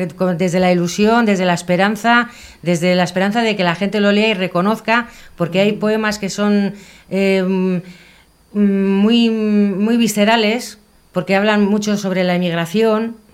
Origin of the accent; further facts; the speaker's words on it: Bilbao, Basque Country, Spain; Yo he estado veraneando toda mi vida allí, me he criado allí, aunque soy de aquí, de Bilbao, pero me he criado allí todos los veranos.